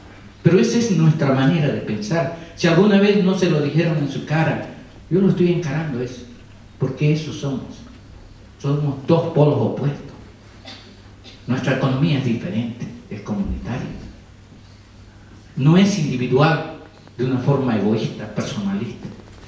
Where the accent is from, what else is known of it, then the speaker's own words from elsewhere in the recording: Bolivia; Cuando hablan Chacobo, que es de mi pueblo, están diciendo que manejamos el bosque.